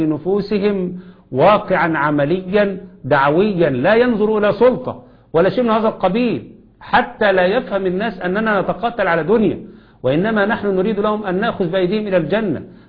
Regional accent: Egypt; زي اللي حصل عندنا في مصر الآن

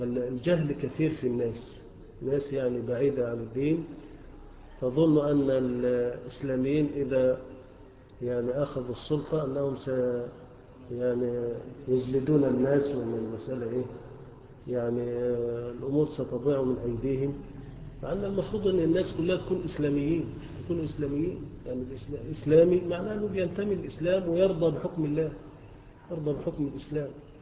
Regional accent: Egypt; احنا كلنا مصريين وكلنا مسلمين

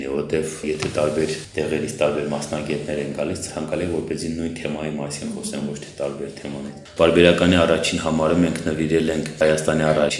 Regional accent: Nagorno-Karabakh, Azerbaijan; որը մեզ համար և որպես արցախցի ու որպես կազմակերպություն շատ մեծ հպարտություն է։

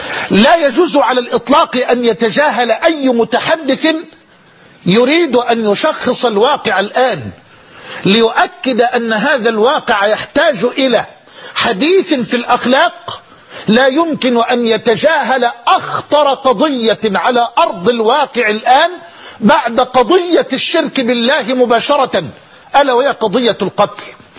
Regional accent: Egypt; بلدنا مصر تمر بمرحلة حرجة

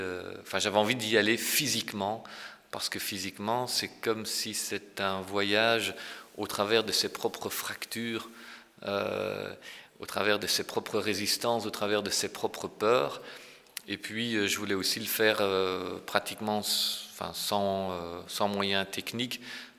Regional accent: Ghent, Flanders, Belgium; et je suis originaire de Gand avec un père wallon et une mère flamande

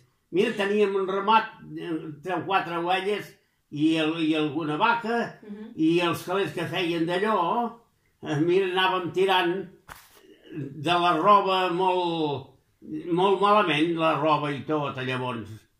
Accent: Santa Pau, Catalonia, Spain; born there; Al Sallent. Al Sallent és aquí a Santa Pau.

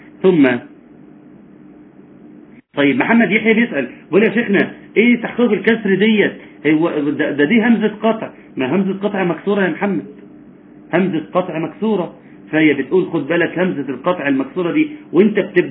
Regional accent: Egypt; وإحنا في مصر يا جماعة لحد 200 سنة فاتوا كنا نقرأ

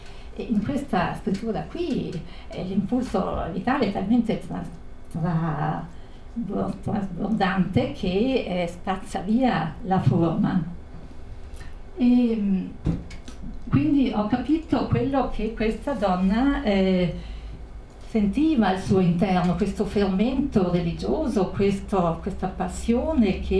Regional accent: Brixen, Trentino-Alto Adige, Italy; io anch'io sono di Bressanone

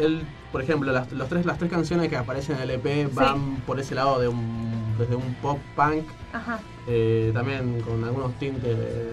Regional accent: Isidro Casanova, Buenos Aires Province, Argentina; Y bueno, yo soy de Casanova. Estamos todos desparramados.

